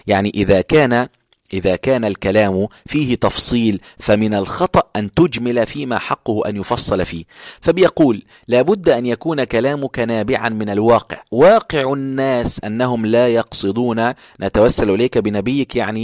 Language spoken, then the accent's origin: Arabic; Upper Egypt, Egypt; كنت بروح عندنا في الصعيد أو في القاهرة